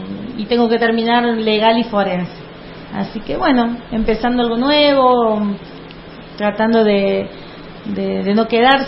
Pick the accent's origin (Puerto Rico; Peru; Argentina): Argentina; Córdoba; soy cordobesa y aprovecho y vengo